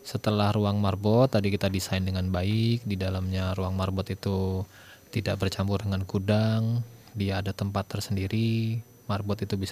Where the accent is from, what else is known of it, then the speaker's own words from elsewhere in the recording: Sumatra, Indonesia; born there; Saya ini orang Jawa. Orang Jawa tapi lahir di Sumatera.